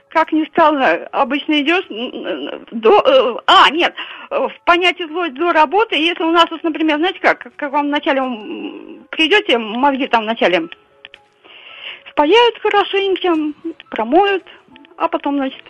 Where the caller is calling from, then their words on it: Tatarstan, Russia; Это наш городок находится в 40 километрах от Казани по московской ветке.